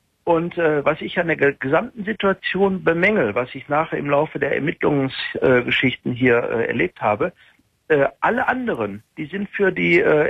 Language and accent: German; Germany; weil als Deutscher wirst du ja in Holland diskriminiert.